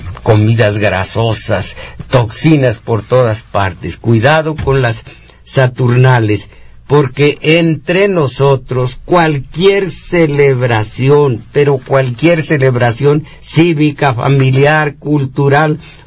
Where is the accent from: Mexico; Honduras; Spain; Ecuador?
Mexico; Las clases altas no viven en México, espiritualmente viven en Europa y en Estados Unidos, pero esto somos los mexicanos.